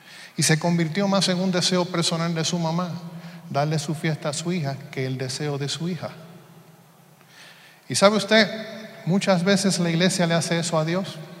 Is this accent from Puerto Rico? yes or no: yes; Puerto Rico; Yo soy de Puerto Rico y en Puerto Rico también lo celebramos.